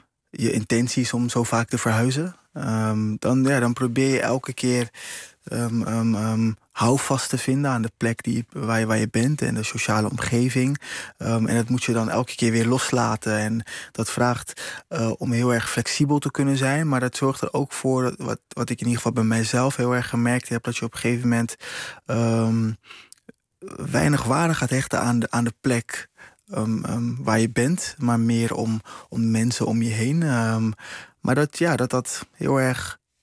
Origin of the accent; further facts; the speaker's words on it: Rotterdam, South Holland, Netherlands; now in Amsterdam, Netherlands; Daarna heb ik weer voor een periode in Rotterdam gewoond. Maar in mijn leven woon ik inmiddels veel langer in Amsterdam dan dat ik ooit in Rotterdam gewoond heb. Dus ik voel me Amsterdammer. En ik geloof graag dat ik een Rotterdamse, Curaçaose Amsterdammer mag zijn.